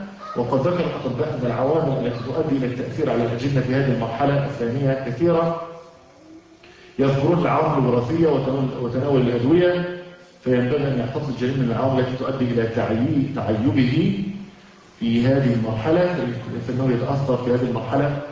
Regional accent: Egypt; now in United States; وعلى فكرة احنا عندنا في مصر العسل المغشوش

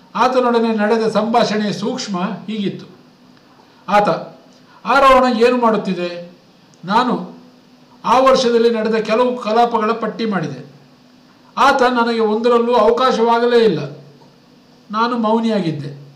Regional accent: Ballari, Karnataka, India; also born or lived in Madikeri / Bengaluru / Mysuru; now in Mangaluru, India; 1975 ಮಂಗಳೂರು ನನ್ನೂರಲ್ಲ, ಹುಟ್ಟೂರು ಮಡಿಕೇರಿ, ಬೆಳೆದೂರು ಬಳ್ಳಾರಿ, ಬೆಂಗಳೂರು ಮತ್ತು ಮೈಸೂರು.

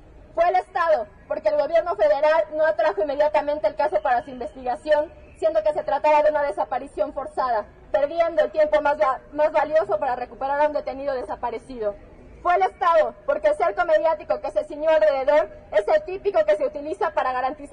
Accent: Mexico; Como mexicanos en el extranjero, vemos el poder con el que han construido el cerco mediático

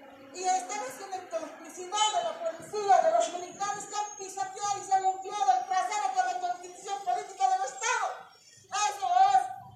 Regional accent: Bolivia; los dueños de esta patria, que somos los bolivianos, indígenas, campesinos, con todas sus etnias

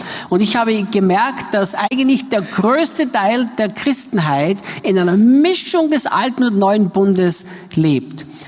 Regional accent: Austria; ich bin Österreicher, bin in Österreich geboren und aufgewachsen, machte dann meine Bibelschule in England in den Jahren 1982-83 und blieb dort dann noch drüben

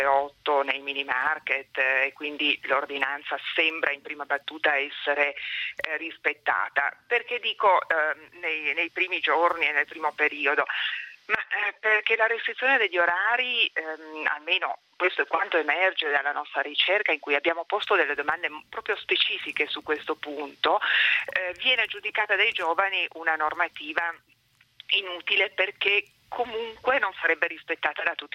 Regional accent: Turin, Piedmont, Italy

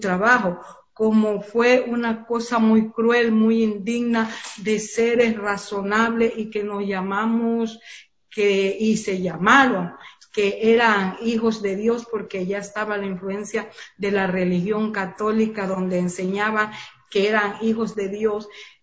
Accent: Esmeraldas, Ecuador; pues yo vine desde Esmeralda, yo también soy esmeraldeña.

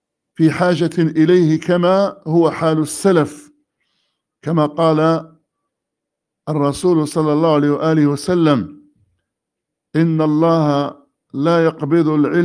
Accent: Medina Province, Saudi Arabia; ثم عدنا إلى بلدتنا الفقير وادي الفرع، وذلك في شهر شوال على ما أظن من عام 73,300,000، واستوطننا المدينة على ما أظن في شهر محرم أو صفر من عام 74,300,000

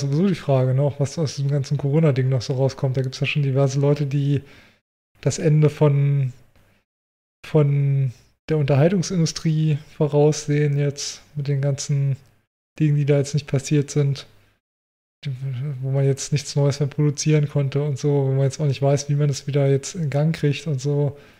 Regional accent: Germany; ich bin in der Großstadt aufgewachsen, mein ganzes Leben in der Großstadt gelebt

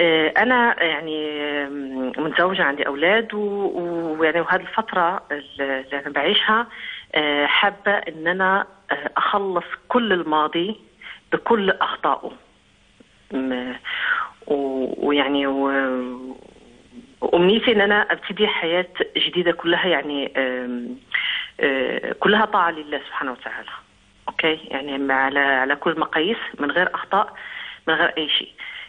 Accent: Morocco; أنا أصلي من المغرب.

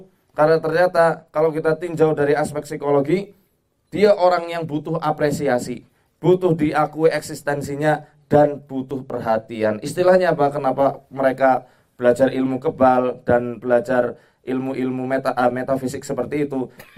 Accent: Banyumas, Central Java, Indonesia; di daerah saya di Banyumas itu, kalau antum pernah ke daerah Banyumas

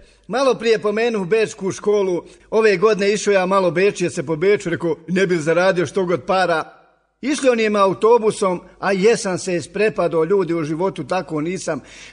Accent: Sarajevo, Federation of Bosnia and Herzegovina, Bosnia & Herzegovina; Pita on mene, odakle si ti? Rekao, iz Sarajeva.

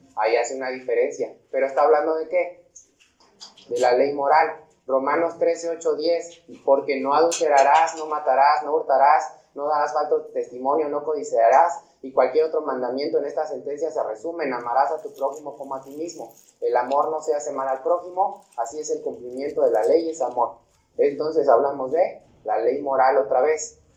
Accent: Mexico; No, como mexicanos sí

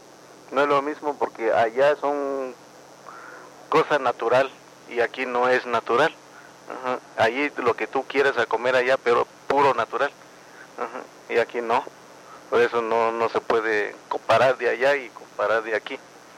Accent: San Juan Colorado, Oaxaca, Mexico; now in Mexico City, Mexico; yo soy de Estado de Oaxaca, de Costa Chica, de San Juan, Colorado.

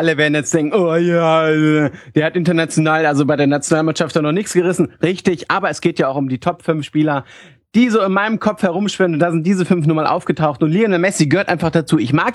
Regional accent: Hanover, Lower Saxony, Germany; Ich bin Hannoveraner, ich kann doch keine Dialekte.

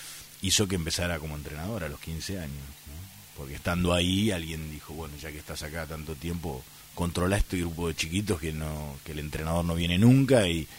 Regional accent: Bahía Blanca, Buenos Aires Province, Argentina; moved away as an adult; yo nací, pertenezco a una familia de clase media, con dos hermanos, un hermano más grande y una hermana más pequeña, de muy poquita diferencia de edad los tres, de un barrio típico de Bahía, popular, si se quiere, que es Villa Mitre

